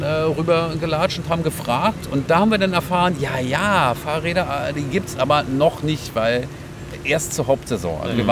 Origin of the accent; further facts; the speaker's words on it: Germany; Naja, also ich bin auch selber Deutscher und bin dann hier geblieben wegen der Liebe.